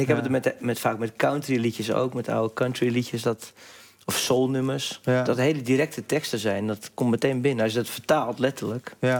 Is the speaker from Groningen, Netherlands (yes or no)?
no; North Holland, Netherlands; En ik kom uit West-Friesland. En ik vind dat geen mooie taal.